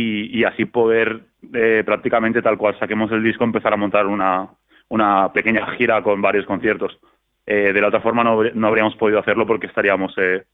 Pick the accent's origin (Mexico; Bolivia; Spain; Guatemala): Spain; Está claro que, pues que somos españoles y que primero tendremos que pelear por aquí